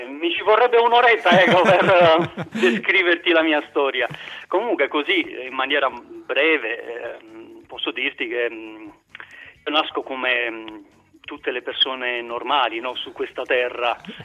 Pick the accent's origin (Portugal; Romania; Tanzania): Romania; Bucharest; Italian is a second language; vivevo a Bucarest, che è la mia città d'origine, dove sono nato